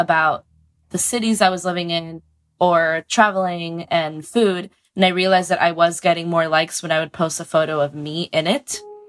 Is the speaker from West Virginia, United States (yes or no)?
no; Miami, Florida, United States; now in New York City, United States; I'm originally from Miami, but I live in New York City.